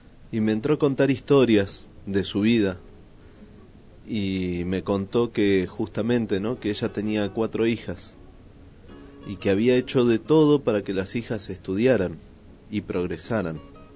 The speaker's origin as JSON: {"language": "Spanish", "country": "Argentina", "said": "Yo no soy gringo. Soy argentino, de acá, al ladito nomás."}